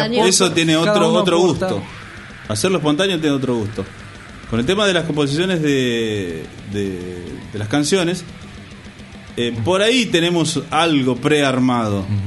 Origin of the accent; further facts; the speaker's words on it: Paraguay; Sin ir más lejos, soy paraguayo.